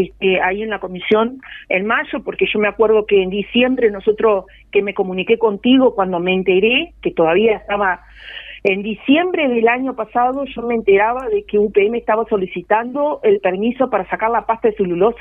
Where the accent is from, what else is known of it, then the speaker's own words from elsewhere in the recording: Uruguay; porque nosotros como uruguayos